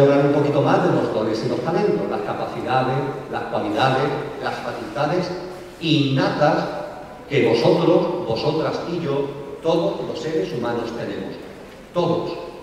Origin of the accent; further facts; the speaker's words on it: Seville, Andalusia, Spain; born there; en el Hospital García Morato de Sevilla, que fue donde yo nací